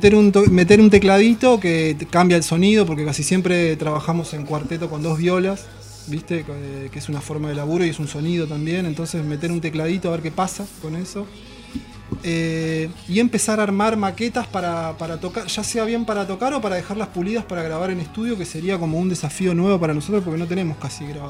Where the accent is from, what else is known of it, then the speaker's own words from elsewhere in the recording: Bahía Blanca, Buenos Aires Province, Argentina; Los dos somos de Bahía, pero no estamos en Bahía hace mucho.